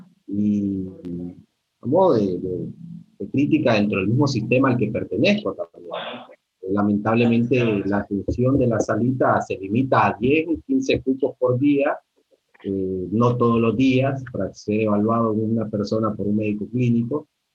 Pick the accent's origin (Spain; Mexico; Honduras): Honduras; los saberes ancestrales en mi país, donde vengo, donde nací, en Honduras, específicamente, hay comunidades totalmente abandonadas por el Estado.